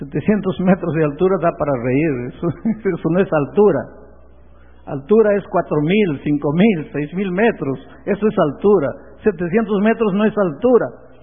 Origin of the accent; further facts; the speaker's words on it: Peru; yo soy peruano, nací en el Perú.